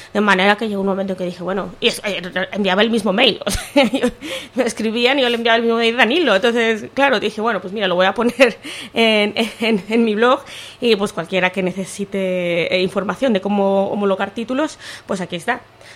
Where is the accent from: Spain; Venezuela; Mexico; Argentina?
Mexico; moved away; yo en mi caso, yo soy mexicana, a veces me da, bueno, ahora ya no, pero cuando llegué me da mucha vergüenza preguntar ciertas cosas